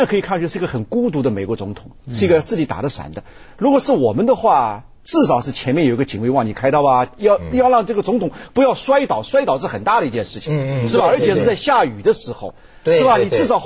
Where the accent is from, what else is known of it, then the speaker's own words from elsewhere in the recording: China; 我们中国人现在心态其实是处于那种